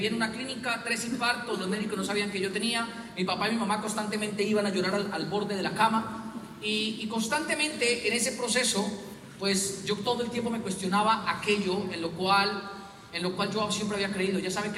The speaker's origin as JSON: {"language": "Spanish", "region": "Boyacá", "country": "Colombia", "said": "yo soy boyacense, pero mi mamá es cupiteña. Entonces yo crecí en una casa donde todo lo que mi mamá dice suena regaño."}